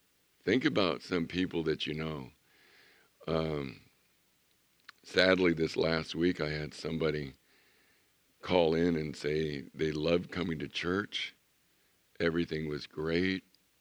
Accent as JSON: {"language": "English", "town": "Chula Vista", "region": "California", "country": "United States", "tie": "born or raised there", "said": "I remember growing up in Chula Vista. There were orchards, there were citrus trees by the tons"}